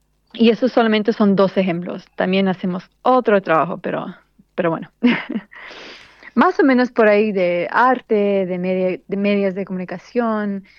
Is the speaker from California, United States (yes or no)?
no; New York, United States; now in Tunuyán, Argentina; ahorita estoy, de hecho estoy quedando por un tiempo acá en Tunuyán, pero originalmente soy de Nueva York, pero con papás argentinos. Bueno, mi mamá es de Argentina, mi papá es boliviano.